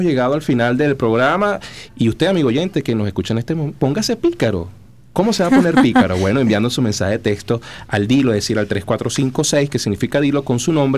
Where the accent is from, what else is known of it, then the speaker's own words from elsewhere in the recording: Venezuela; es como si fuera el único elemento que nos representa como venezolano